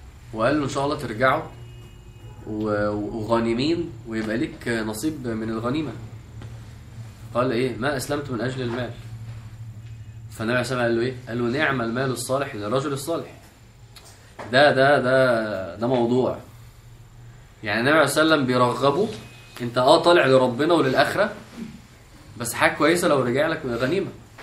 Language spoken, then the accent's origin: Arabic; Egypt; احنا كمصريين فعلا في كميه كرياتيفيتي في الفكاهه والميمز فظيعه فعلا